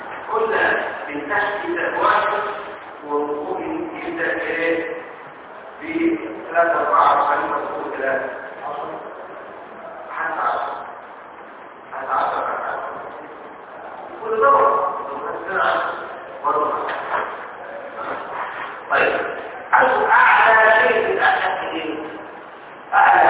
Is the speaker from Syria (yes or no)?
no; Egypt; عندنا في مصر